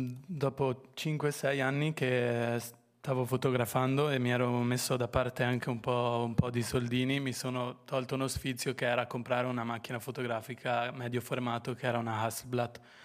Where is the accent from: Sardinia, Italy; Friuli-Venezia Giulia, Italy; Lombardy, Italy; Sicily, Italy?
Friuli-Venezia Giulia, Italy; Un pomeriggio ero in Friuli, in un paesino piccolo appunto dove sono cresciuto, che è vicino a San Daniele